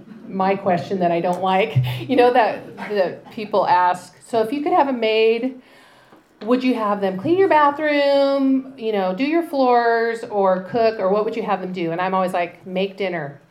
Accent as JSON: {"language": "English", "town": "Spokane", "region": "Washington", "country": "United States", "tie": "born or raised there", "said": "I am from Spokane. I grew up there my whole life."}